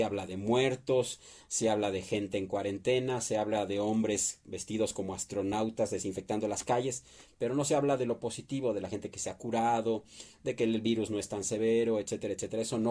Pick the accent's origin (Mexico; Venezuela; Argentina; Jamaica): Mexico; Somos mexicanos y queremos apoyar a México.